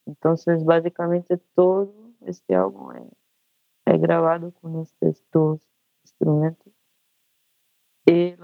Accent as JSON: {"language": "Spanish", "country": "Brazil", "second_language": "Spanish", "said": "Soy una artista brasileña, vivo acá en Río de Janeiro."}